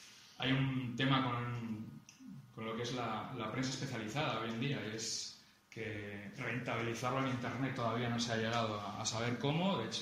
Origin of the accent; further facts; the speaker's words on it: Bilbao, Basque Country, Spain; Yo soy de Bilbao, pero no lo he dicho.